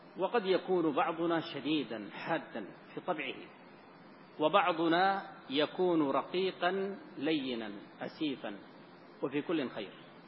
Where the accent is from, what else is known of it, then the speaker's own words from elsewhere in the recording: Sudan; الآن عندنا في السودان من هو على ذلك،